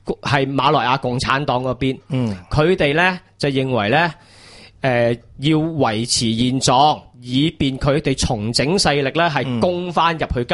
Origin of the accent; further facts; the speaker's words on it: China; 我哋系中国人。